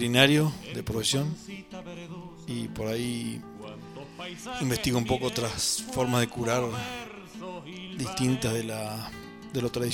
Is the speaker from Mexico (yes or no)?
no; Cholila, Chubut, Argentina; also born or lived in El Bolsón; trabajé en la zona de Cholila, que es mi lugar de origen, pero también me crié un poco acá en Bolsón.